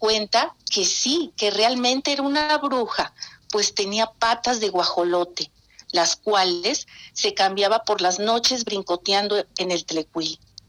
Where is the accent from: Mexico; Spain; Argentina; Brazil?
Mexico; San Rafael, State of Mexico; Allá en San Rafael, yo soy de San Rafael, viví antes de que me casara, muchos años allá.